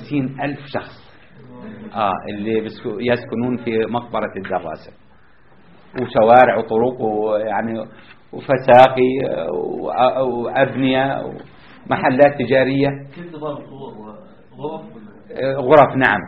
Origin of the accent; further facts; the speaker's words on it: Jordan; حتى عندنا في الأردن تدفع مبلغ من المال شراء القبر